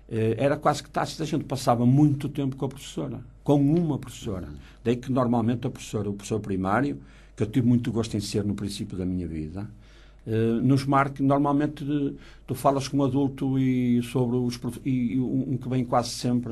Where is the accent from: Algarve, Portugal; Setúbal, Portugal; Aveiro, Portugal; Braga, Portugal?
Braga, Portugal; born there; a minha escola do meu lugar, não é? Do lugar onde eu nasci, que é o lugar do Monte da Freguesia do Barbudo